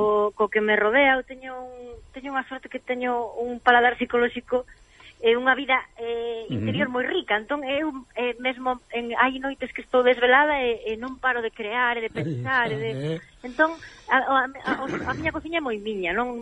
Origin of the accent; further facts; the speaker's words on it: Galicia, Spain; Para min, o maior orgullo que teño como cociñeira, como galega, é que tantísima xente de moitos sitios se senta a comer a miña casa e sinte o que é Galicia, non?